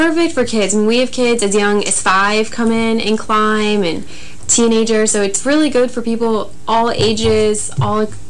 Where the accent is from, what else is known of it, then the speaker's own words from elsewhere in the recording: Colorado, United States; And then I'm from Colorado, and I don't like to ski or the cold and the snow and all that stuff.